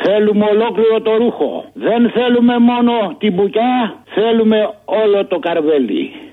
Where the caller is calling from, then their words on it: Aigaleo, Attica, Greece; από το Εγάλαιο.